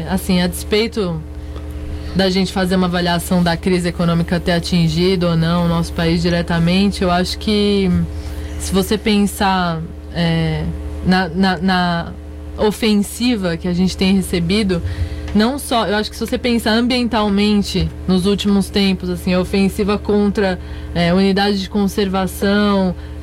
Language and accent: Portuguese; São Paulo, Brazil; born there; eu sou nascida em São Paulo